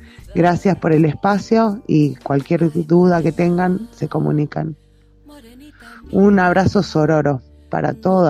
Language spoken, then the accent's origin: Spanish; Santa María de Punilla, Córdoba, Argentina; de Santa María de Punilla, Córdoba.